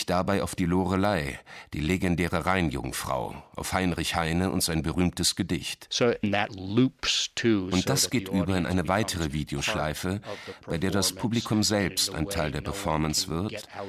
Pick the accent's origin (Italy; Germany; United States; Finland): United States; als Amerikaner und sagen wir amerikanischer Jude, der einige Zeit in Deutschland verbracht hat